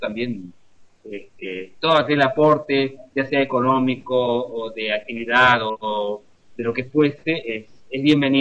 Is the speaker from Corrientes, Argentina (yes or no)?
yes; Corrientes, Argentina; now in Uruguay; yo soy correntino, de sangre guaraní, y estamos viviendo acá.